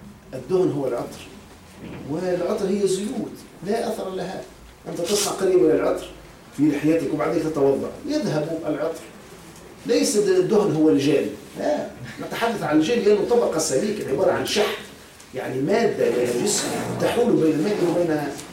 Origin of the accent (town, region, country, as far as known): Tunisia